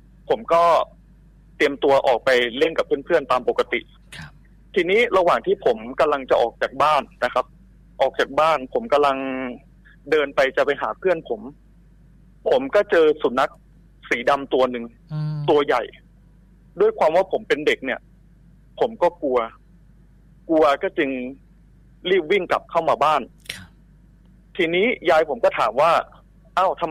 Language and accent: Thai; Nonthaburi, Thailand; now in Sakon Nakhon, Thailand; ผมเป็นคนจังหวัดนนทบุรีเลยครับ